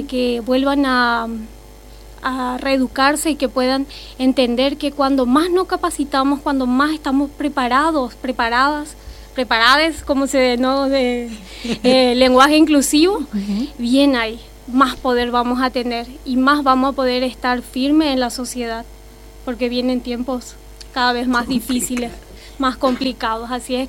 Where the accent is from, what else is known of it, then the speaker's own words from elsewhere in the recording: Paraguay; moved away as an adult; Primero soy extranjera, soy de Paraguay, acá vecino país. Vine enamorada.